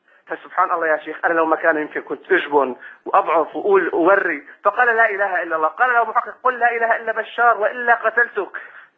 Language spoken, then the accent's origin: Arabic; Syria; نحن من سوريا بنحبك في اللهم